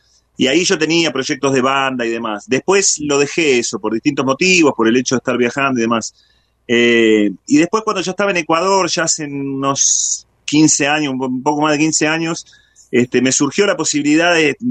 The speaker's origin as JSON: {"language": "Spanish", "region": "Buenos Aires", "country": "Argentina", "tie": "born or raised there", "said": "Yo soy oriundo de Buenos Aires, pero de Buenos Aires me fui a hacer ratazo, digamos."}